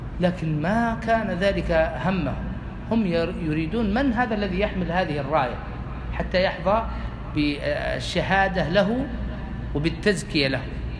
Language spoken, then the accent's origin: Arabic; Al-Qassim, Saudi Arabia; هذا وجدته في عندنا في القصيم